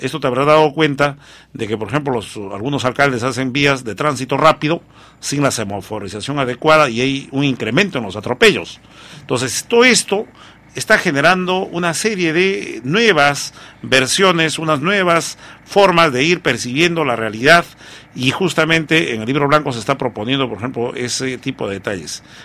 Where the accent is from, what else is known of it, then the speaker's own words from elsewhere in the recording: Huancavelica, Peru; Yo soy de Huancavelica